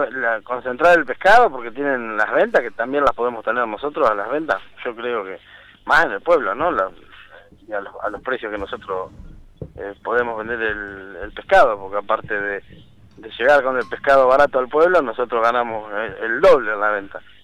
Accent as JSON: {"language": "Spanish", "town": "Chascomús", "region": "Buenos Aires Province", "country": "Argentina", "said": "A nosotros, los que vinimos de Chascomús, no tenemos esa traba"}